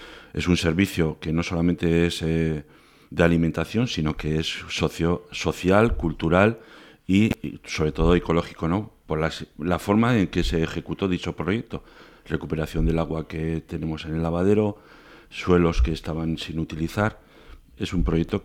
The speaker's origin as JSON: {"language": "Spanish", "town": "Orcoyen", "region": "Navarre", "country": "Spain", "tie": "born or raised there", "lives_now": "Berriozar, Spain", "said": "Yo soy natural de Orcoyen, vecino de Berriozar, el pueblo"}